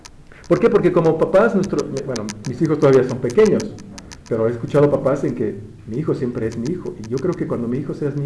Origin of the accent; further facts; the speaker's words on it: Mexico; Pero nosotros como mexicanos tenemos algún, o sea, por nuestra situación de alimentaria y donde vivimos, sabemos que la palabra chile